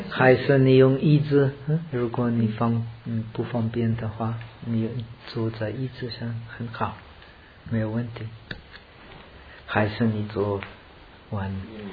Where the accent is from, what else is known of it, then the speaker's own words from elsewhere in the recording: India; Chinese is a second language; 我是从印度来的，